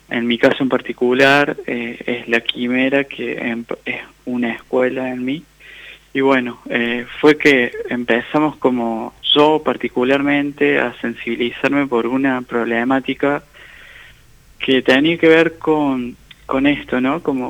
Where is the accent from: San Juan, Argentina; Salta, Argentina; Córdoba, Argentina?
Córdoba, Argentina; Jesús María; also born or lived in Colonia Caroya; Y oriundo de... Nací en Colonia Carolla y en Jesús María transité como la mayoría de mi infancia y adolescencia.